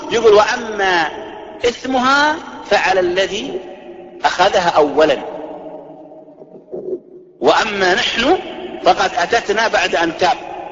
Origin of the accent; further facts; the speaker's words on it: Saudi Arabia; ينتشر عندنا في السعودية